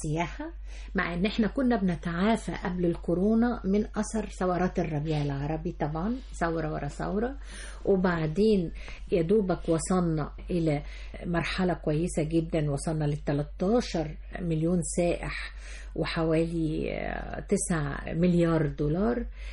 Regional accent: Egypt; ويدعونا حب في ان احنا مصريين

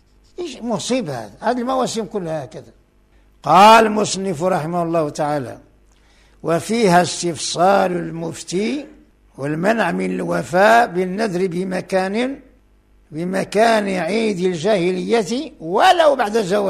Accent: Morocco; وهنا عندنا في المغرب بعد الأضرحة يطاف بها بالإحرام مثل الكعبة

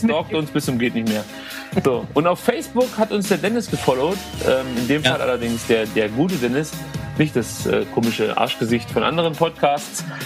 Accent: Stuttgart, Baden-Württemberg, Germany; Ich komme aus Stuttgart

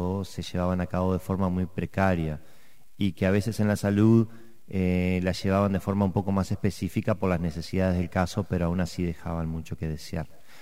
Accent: Uruguay; si bien nos quejamos seguido como buenos uruguayos

